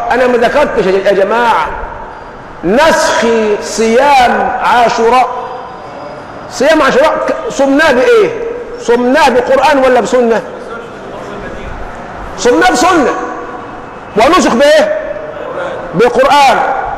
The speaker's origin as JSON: {"language": "Arabic", "country": "Egypt", "said": "من التحلل والسذاجه الموجوده فينا كمصريين"}